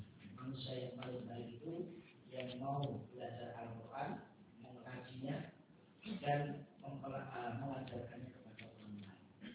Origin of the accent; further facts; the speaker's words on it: Polokarto, Central Java, Indonesia; meskipun tadi saya disebut dari Karto Solo, tapi sebenarnya saya dari Bimbing, Polokarto, Sukoharjo. Mungkin saya pekerjaannya atau ngajarnya di Yayan Surakarta yang ada di Karto Solo.